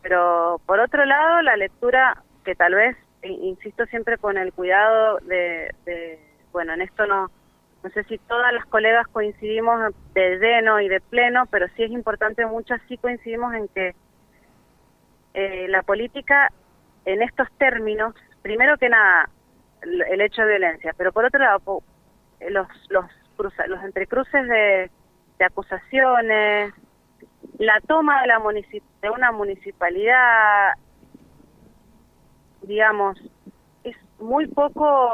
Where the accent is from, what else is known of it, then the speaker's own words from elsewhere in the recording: Mendoza, Argentina; Y la verdad que como mendocinas, mendocinos, no nos debería dar vergüenza que pase eso.